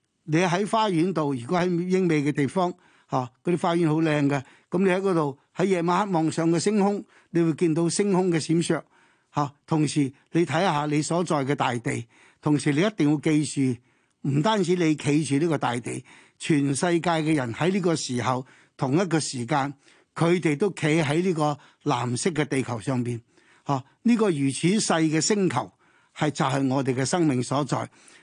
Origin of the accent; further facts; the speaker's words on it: China; 我哋中國人有句説話